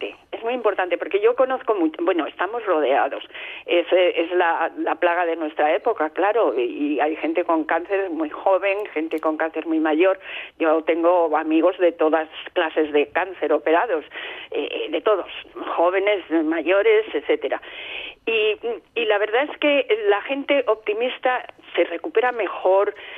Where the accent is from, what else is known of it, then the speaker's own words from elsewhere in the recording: Madrid, Community of Madrid, Spain; now in Almería, Spain; yo soy de Madrid, pero hace 25 años que vivo en Almería